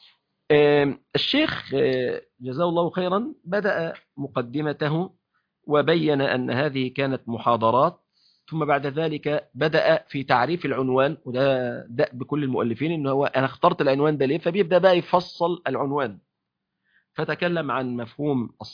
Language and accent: Arabic; Egypt; يعني احنا عندنا في مصر مثلا